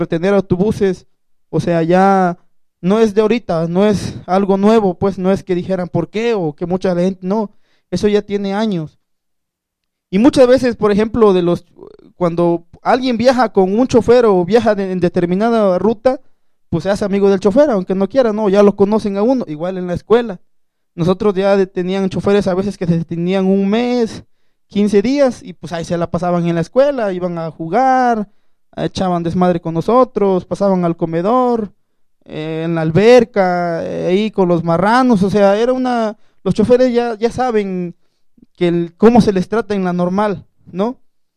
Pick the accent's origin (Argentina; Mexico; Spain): Mexico; Tixla, Guerrero; Y como la normal está en Tixla, yo soy de Tixla de Guerrero